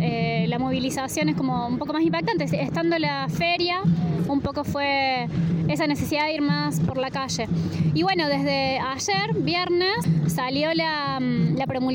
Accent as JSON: {"language": "Spanish", "town": "Luyaba", "region": "Córdoba", "country": "Argentina", "said": "porque por ejemplo yo soy de Luyaba"}